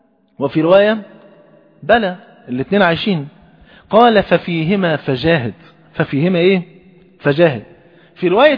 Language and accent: Arabic; Egypt; حتى المثل عندنا في مصر يقول ايه؟